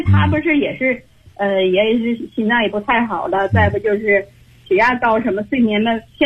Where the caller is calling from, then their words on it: Beijing, China; 我是北京的学员，我今年72岁了。